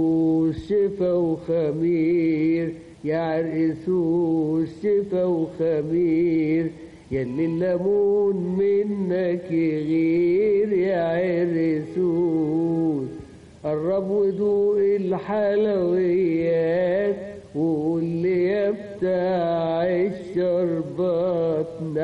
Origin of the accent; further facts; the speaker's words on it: Upper Egypt, Egypt; now in Cairo, Egypt; في المجتمع القاهري، وانا كنت جاي من الصعيد